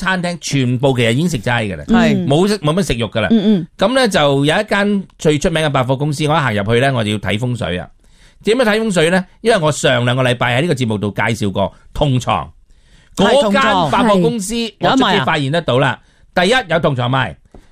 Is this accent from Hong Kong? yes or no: yes; Hong Kong; 咁日本人咧同我哋香港人唔同嘅。